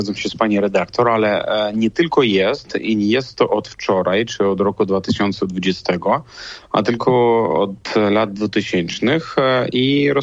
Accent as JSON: {"language": "Polish", "region": "Grodno Region", "country": "Belarus", "said": "Ja jestem z Grodzieńszczyzny i ja bardzo pamiętam te czasy i akcje protestu pod Domem Polskim w Grodnie i w Lidzie i w innych miastach na Grodzieńszczyźnie."}